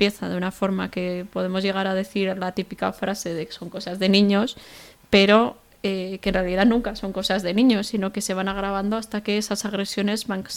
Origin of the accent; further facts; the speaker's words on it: Pamplona, Navarre, Spain; soy de aquí de Pamplona, tengo 25 años y soy trabajadora social.